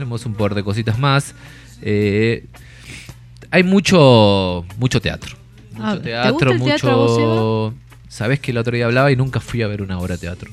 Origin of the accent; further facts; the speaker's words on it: Aluminé, Neuquén, Argentina; Soy neuquino, pero más del sur, suroeste, donde, claro, Aluminé